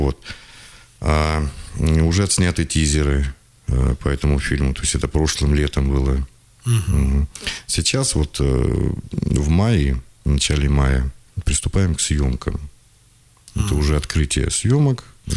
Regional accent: Krasnoyarsk, Krasnoyarsk Krai, Russia; так как мы сами из Красноярска

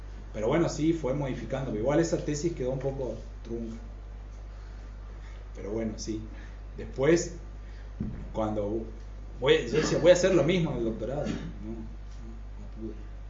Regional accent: Jardín América, Misiones, Argentina; porque soy de Jardín América y mis padres y mis abuelos fueron socios productores de la cooperativa.

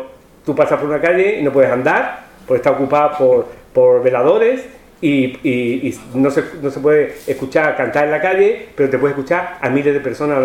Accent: Huelva, Andalusia, Spain; moved away as an adult; now in Seville, Spain; cuando yo me vine de Huelva a estudiar a Sevilla

